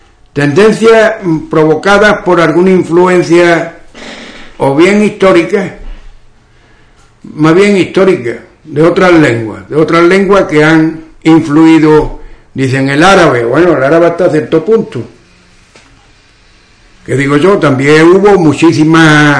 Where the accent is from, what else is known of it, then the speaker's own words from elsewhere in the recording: Andalusia, Spain; accent: western Andalusian; las hablas andaluzas se pueden dividir en hablas orientales y las occidentales. En las occidentales, que estamos nosotros